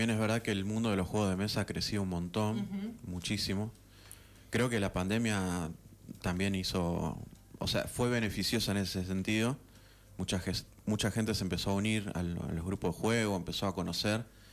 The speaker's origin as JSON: {"language": "Spanish", "town": "Rosario", "region": "Santa Fe", "country": "Argentina", "said": "yo que vengo de Rosario, cuando empecé y era más chico, no conseguía grupos de juego."}